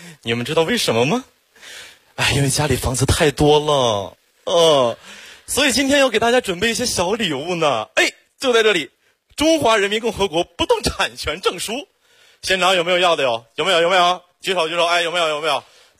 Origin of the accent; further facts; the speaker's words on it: Xiong'an, Hebei, China; 土生土长的雄安人，从小在那长大